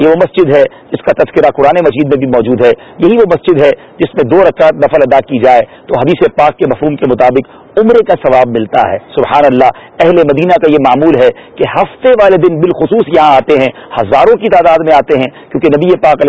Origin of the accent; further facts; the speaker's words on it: Karachi, Sindh, Pakistan; ہم باب المدینہ کراچی سے ہیں.